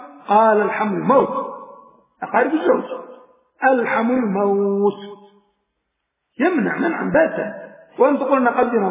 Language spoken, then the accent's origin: Arabic; Aden, Yemen; نساءكم عندنا في عدن مكنوا ليأخذهم من عدن